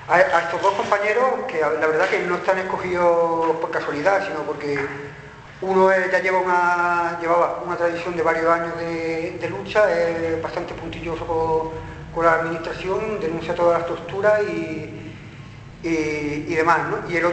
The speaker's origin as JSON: {"language": "Spanish", "town": "Córdoba", "region": "Andalusia", "country": "Spain", "said": "en Córdoba, de donde vengo"}